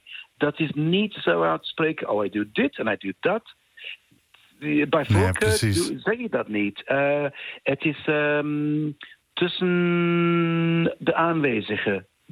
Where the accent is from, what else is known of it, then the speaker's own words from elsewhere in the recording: United Kingdom; Ik ben Brits, Europees.